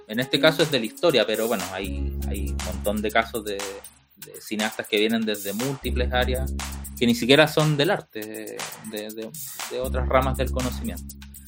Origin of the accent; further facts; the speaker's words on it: Arica, Arica y Parinacota, Chile; que tienen que ver con la zona de donde vengo, Arica.